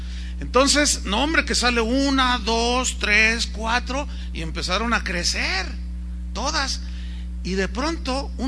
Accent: San Luis Potosí, Mexico; Yo soy de un lugar, soy de San Luis Potosí, donde hay muchas tunas. Y cuando yo era un niño, mi abuelo me enseñó a comerme las tunas en el nopal.

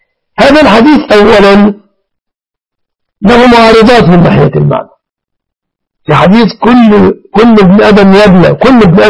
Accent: Mansoura, Dakahlia, Egypt; أنا من المنصورة يا سائلي، قرية جنب المنصورة.

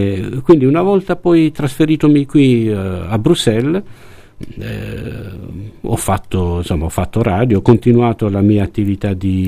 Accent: Bari, Apulia, Italy; moved away as an adult; perché io sono di Bari, ma così per gioco

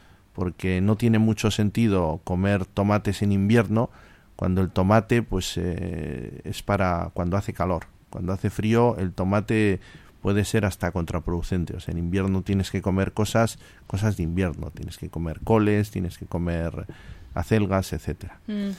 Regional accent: Bilbao, Basque Country, Spain; yo soy de Bilbao, y si se nos pincha la rueda, tiramos el coche.

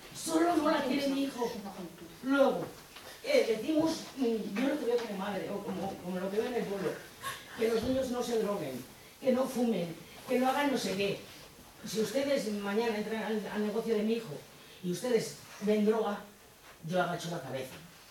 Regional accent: Laredo, Cantabria, Spain; Quizás es la primera vez en mi pueblo que me siento querida

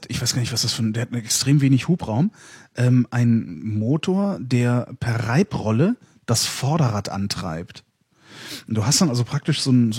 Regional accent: North Rhine-Westphalia, Germany; In der Nähe von Köln, 20 Kilometer von Köln entfernt.

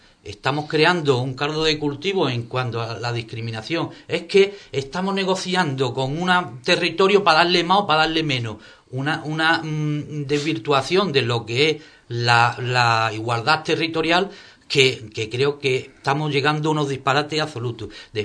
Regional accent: Andalusia, Spain; yo me siento tan español y me siento español si voy a Barcelona como si estoy aquí en Andalucía, y me siento andaluz.

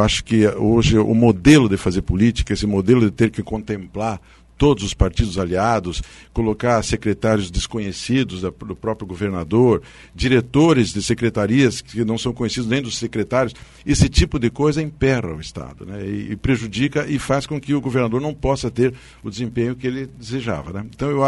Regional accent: Paraná, Brazil; a gente como paranaense não consegue entender como um estado rico como o nosso

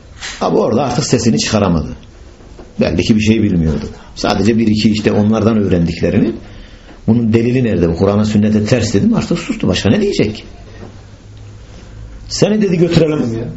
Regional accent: Bayburt, Turkey; Bayburtluyum, ben Bayburtluyum.

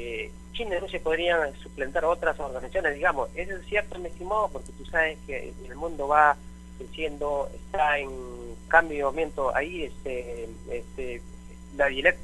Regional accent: Ancash, Peru; Yo soy de parte de Ancas, todas las comunidades están prácticamente alineados.

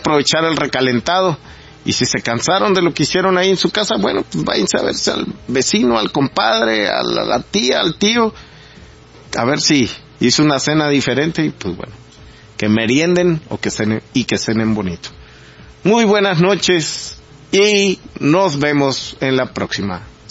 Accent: Mexico; tenemos que, como mexicanos, no dejarnos llevar tampoco por la desconfianza

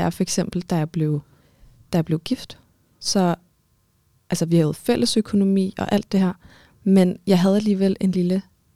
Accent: Armenia; Danish is a second language; now in Denmark; Jeg er fra Armenien.

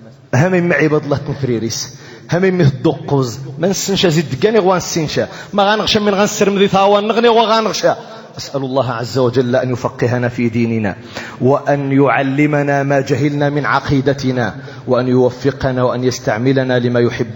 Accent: Morocco; وعلينا كمغاربة عليكم أيها المغاربة أن تعلموا أولادكم

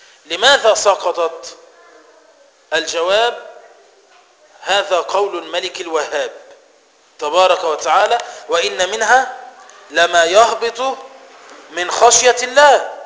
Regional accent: Egypt; زي إحنا كمصريين لما نيجي نتكلم مع بعض بنفهم بعض

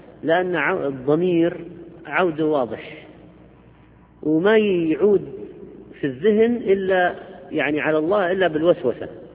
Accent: Algeria; عندنا في الجزائر بدلا من كلمة الله معك، الله معك، نقول الله عماك، على سبيل ما اعتدنا عليه من اللهجة.

